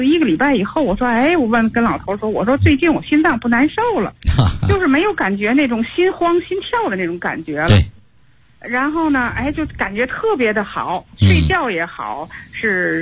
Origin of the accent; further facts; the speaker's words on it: Tianjin, China; 我是天津的那个河西区的学员。